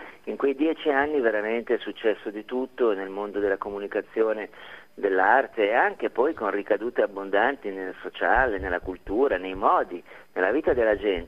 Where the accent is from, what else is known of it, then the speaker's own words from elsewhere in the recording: Milan, Lombardy, Italy; io sono milanese, ai tempi vivevo a Milano